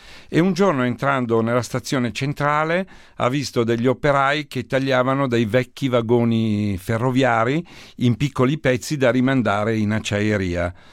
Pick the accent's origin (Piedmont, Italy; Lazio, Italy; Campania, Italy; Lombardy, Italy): Lombardy, Italy; Monza; Io sono di Monza, ho una grande passione per l'automobilismo